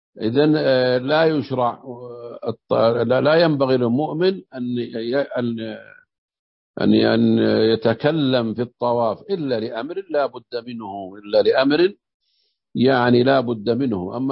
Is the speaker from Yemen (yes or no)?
no; Najd, Saudi Arabia; يقول في بعض اللهجات عندنا في نجد يسمون الشحاذ طواف،